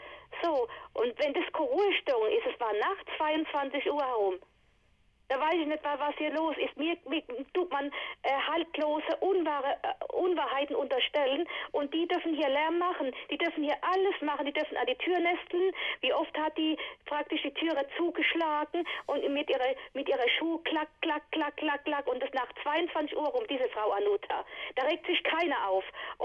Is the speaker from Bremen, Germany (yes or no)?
no; Viernheim, Hesse, Germany; born there; ich bin auch gebürtige Viernheimerin, bloß wohne ich 2 Jahre hier.